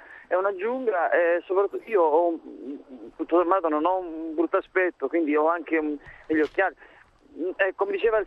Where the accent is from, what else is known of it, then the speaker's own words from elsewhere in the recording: Sicily, Italy; io sono siciliano, vivevo al nord